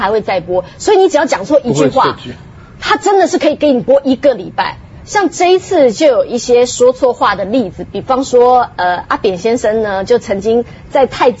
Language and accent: Chinese; Taiwan; 身为台湾人我是难过的